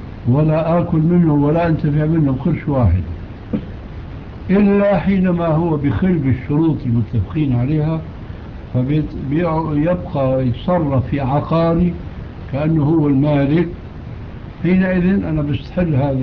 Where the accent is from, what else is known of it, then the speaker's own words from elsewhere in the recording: Syria; عندنا في الشام